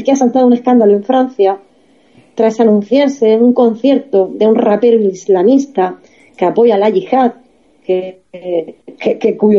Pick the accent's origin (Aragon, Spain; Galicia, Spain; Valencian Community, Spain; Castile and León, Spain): Valencian Community, Spain; porque nosotros somos de la Comunidad Valenciana